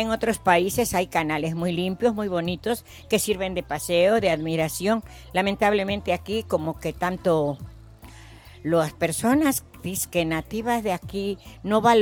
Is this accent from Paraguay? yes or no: no; Veracruz, Mexico; moved away; Vengo del estado de Veracruz, a donde toda la gente es muy jacarandosa, les gustan las claro. posadas.